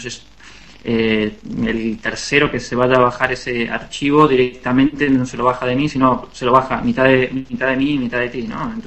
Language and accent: Spanish; Temperley, Buenos Aires Province, Argentina; moved away as an adult; also born or lived in Adrogué; now in Barcelona, Spain; Sí, nací en Androgué. Androgué es una ciudad que está muy cercana a Temperley. Viví toda mi vida en Temperley, pero nací en Androgué, sí.